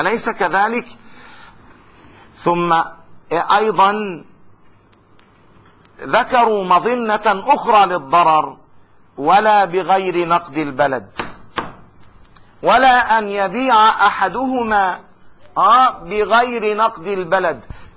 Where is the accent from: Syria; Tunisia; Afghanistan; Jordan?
Jordan; ونتعامل بالدينار الأردني، حرس الله بلدنا الأردن